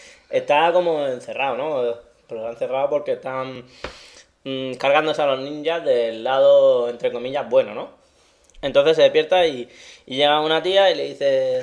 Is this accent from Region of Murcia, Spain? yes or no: yes; Cartagena, Region of Murcia, Spain; No, pero yo soy de Cartagena.